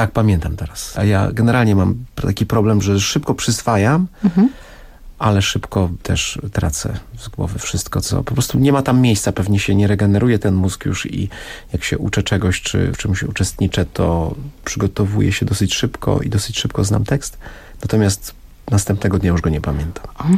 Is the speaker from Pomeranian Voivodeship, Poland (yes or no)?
no; Oświęcim, Lesser Poland, Poland; urodziłem się w Oświęcimiu, moja mama, moja siostra z rodziną mieszka w Brzezińce, w domu, z którego widać obóz. Byłem wściekły jako dziecko, że mieszkam w takim miejscu